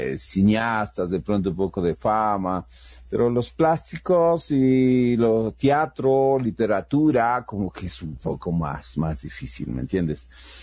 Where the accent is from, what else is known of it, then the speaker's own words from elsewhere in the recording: Ecuador; como artista ecuatoriano, en cierta manera estás generando un patrimonio